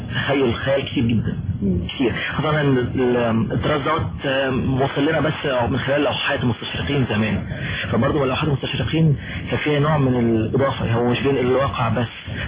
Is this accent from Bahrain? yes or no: no; Egypt; ده انا بعرف عندنا في مصر او في الوطن العربي